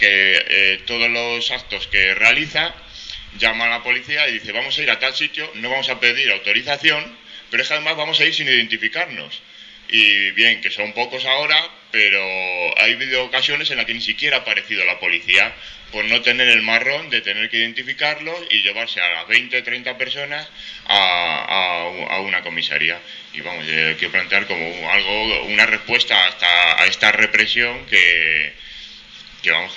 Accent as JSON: {"language": "Spanish", "town": "Madrid", "region": "Community of Madrid", "country": "Spain", "said": "yo vengo de Madrid y allí la represión sobre todo está actuando de forma de multas"}